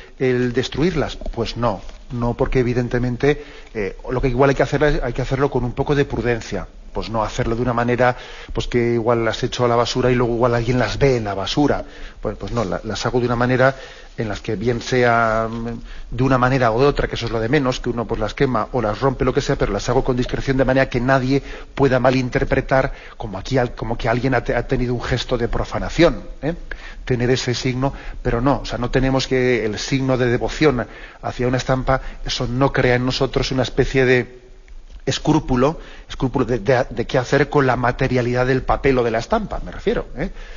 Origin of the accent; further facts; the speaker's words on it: Basque Country, Spain; Yo que soy vasco, pues también sé que existe una traducción de que es aitá, aitacho.